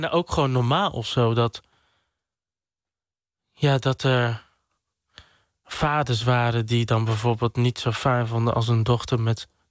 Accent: Dordrecht, South Holland, Netherlands; Ik groeide op in Sterrenburg 3. Een wijk in Dordrecht, best wel ver van het centrum vandaan. Ik vond het daar best wel rustig. Er waren veel kinderen van mijn leeftijd waar ik mee kon spelen. Het was een hele witte wijk

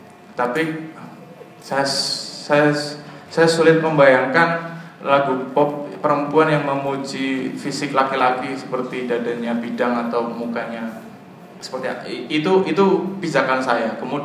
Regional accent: Banyumas, Central Java, Indonesia; accent: medok; maaf saya dari Banyumas jadi saya agak medok.

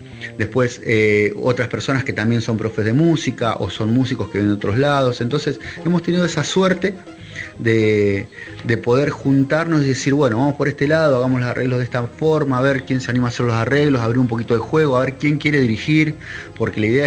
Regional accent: Necochea, Buenos Aires Province, Argentina; soy de Necochea, provincia de Buenos Aires, acá de la costa.

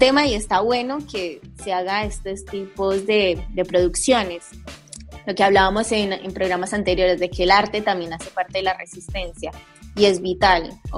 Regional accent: Colombia; cómo nosotros como colombianos y colombianas

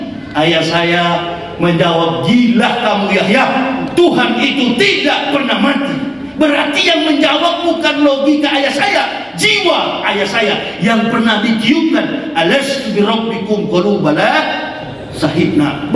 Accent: Manado, North Sulawesi, Indonesia; Tidak mudah kami orang Manado bisa menembus yang namanya gerbang hidayah kalau bukan karena kecakapan intelektual.

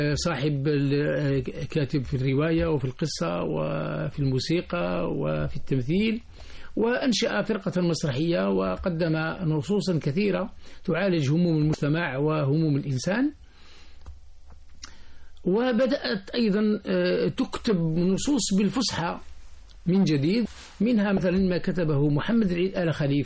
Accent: Algeria; نحن عندنا في الجزائر عادة في السوق الأسبوعي يذهب الناس فيجدون شخصا يسمى الجوال

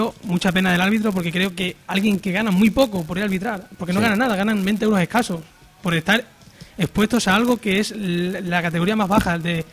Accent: Barbaño, Extremadura, Spain; A nivel regional, local y en concreto de mi municipio, de mi pueblo Barbaño

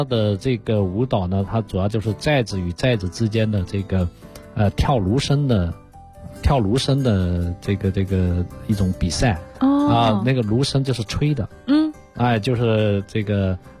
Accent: Guangxi, China; 你比如像这个我是广西人就是我们广西柳州有一个县叫三江县

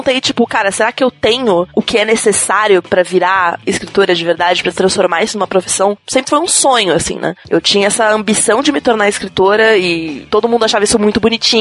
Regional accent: São Paulo, Brazil; Bom, eu sou natural de São Paulo, vivo em São Paulo a minha vida inteira

